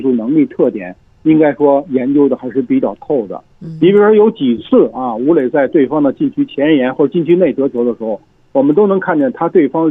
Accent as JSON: {"language": "Chinese", "region": "Beijing", "country": "China", "said": "我也是北京人，我也是支持北京国安队的。"}